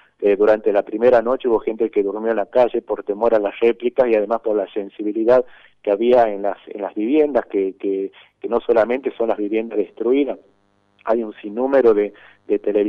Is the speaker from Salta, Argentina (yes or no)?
yes; San José de Metán, Salta, Argentina; Yo soy de San José de Metán, 30 kilómetros que estamos a 30 kilómetros del municipio.